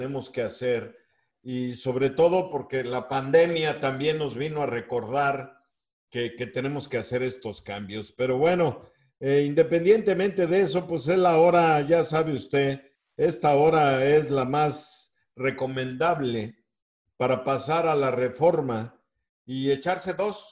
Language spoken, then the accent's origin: Spanish; Oaxaca, Mexico; allá en mi tierra, en Oaxaca, pues hacemos huaraches.